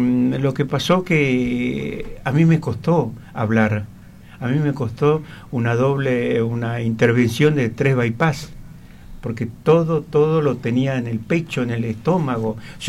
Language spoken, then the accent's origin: Spanish; Santiago del Estero, Argentina; also born or lived in Buenos Aires; yo nací en Capital Federal, pero a los 2 años me llevaron a Santiago del Estero. Pero Santiago del Estero en el campo, no en la ciudad, en el campo.